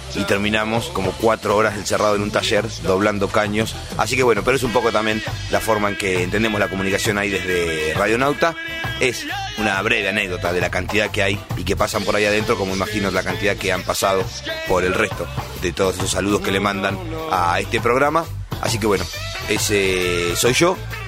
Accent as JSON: {"language": "Spanish", "town": "Necochea", "region": "Buenos Aires Province", "country": "Argentina", "tie": "born there", "lives_now": "La Plata, Argentina", "said": "Nací en Necochea hace poco más de 32 años, pero ya hace 13 que vivo acá en la ciudad de La Plata"}